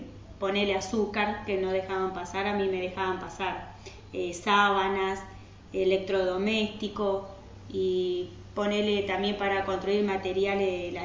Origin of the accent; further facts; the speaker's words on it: Misiones, Argentina; born there; De Misiones se vinieron acá a Buenos Aires también, después volvieron otra vez y así terminé naciendo en Misiones.